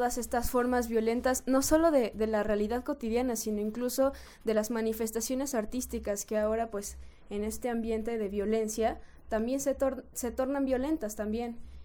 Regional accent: Mexico; yo lo vivo como mexicana, como ciudadana y como mujer sobre todo.

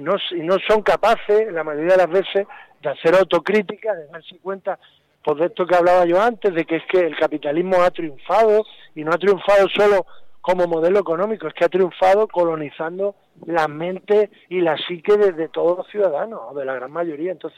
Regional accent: Andalusia, Spain; Yo soy de Andalucía, estuve ahora hace unas semanas por allí viendo a la familia y demás. En Andalucía, que es muy rural, es muy rural

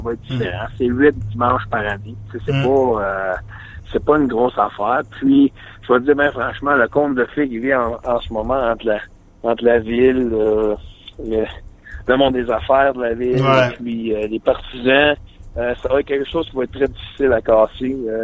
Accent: Quebec, Canada; moi, en tant que Québécois, je vais être bien franc avec toi

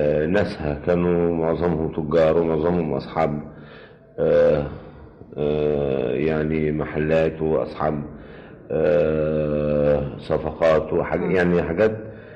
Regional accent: Sharqia Governorate, Egypt; also born or lived in Cairo; يعني أنا ولدت في القرية فعلا، قريتنا في محافظة الشرقية، إنما كل السنوات اللي قضيتها في القرية لغاية سنة 8 سنين

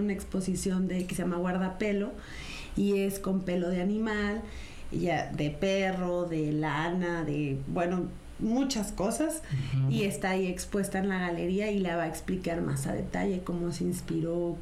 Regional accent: Veracruz, Mexico; y sobre todo más si somos veracruzanos.

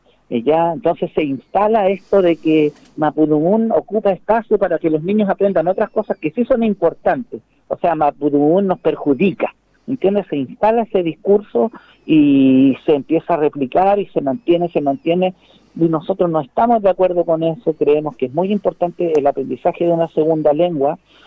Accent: Chile; Somos chilenos, pero somos mapuche también.

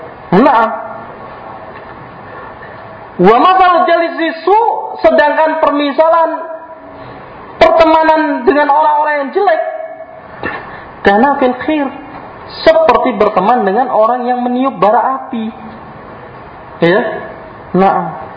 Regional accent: Cirebon, West Java, Indonesia; Terkhusus daerah saya ya, daerah Cirebon.

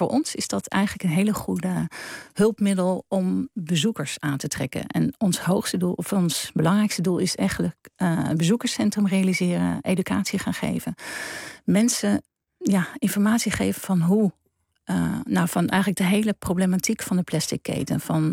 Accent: Leiden, South Holland, Netherlands; ik kom uit Leiden en daar hadden we 3 oktober.

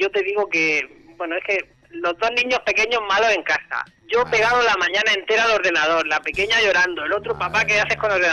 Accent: Murcia, Region of Murcia, Spain; de Murcia, he hablado alguna vez con vosotros

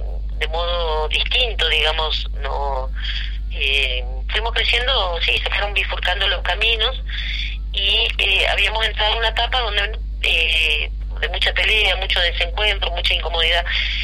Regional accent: Corrientes, Argentina; yo vengo de Corrientes, donde toda la vida gobernaron los conservadores, entonces tengo un perfil de oposición

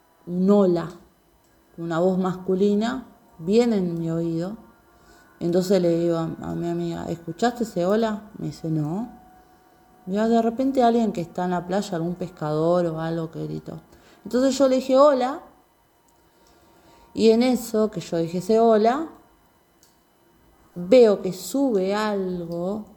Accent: Atlántida, Canelones, Uruguay; soy de Atlántida. Tengo 47 años

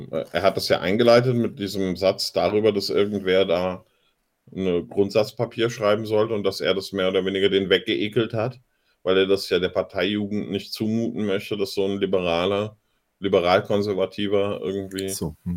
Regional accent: Germany; Aber das ist doch mein Heimatland. Ich bin doch in der Bundesrepublik aufgewachsen. Ich bin in diesem System aufgewachsen.

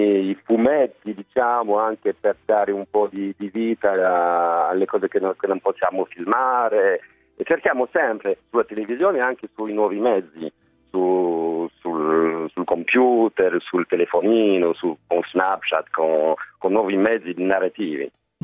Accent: France; Io sono francese, ma i miei genitori sono italiani.

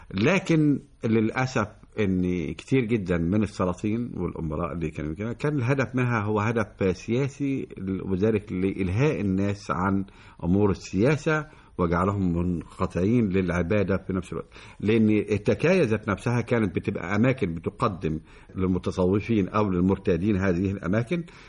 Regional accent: Egypt; احنا بنشوف عندنا في مصر قلعتين مهمتين

